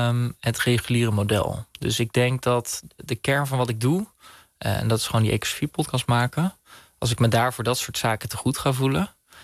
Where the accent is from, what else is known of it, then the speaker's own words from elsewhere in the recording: Bunnik, Utrecht, Netherlands; ik in mijn jonge jaren in Bunnik opgegroeid ben tegenover een schoolplein.